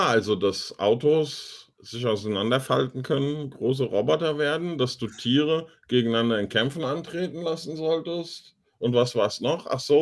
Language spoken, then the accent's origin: German; Germany; Ich bin Deutscher.